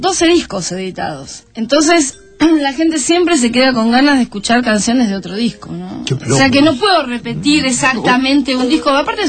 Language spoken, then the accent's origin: Spanish; Buenos Aires, Argentina; also born or lived in Pringles; Y soy porteña, ¿qué querés que haga? Nací en Buenos Aires, soy porteña, por más que me hicieron fama de haber nacido en otro lugar, donde disfruté 5 años de mi infancia muy maravillosos.